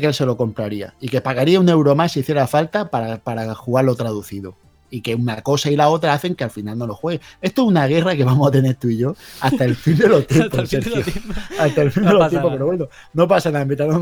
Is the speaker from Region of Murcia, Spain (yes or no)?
yes; Region of Murcia, Spain; yo vivo en La Unión, que es una población que está justo al lado de Cartagena. Así que soy más cartagenero, entre comillas, que murciano.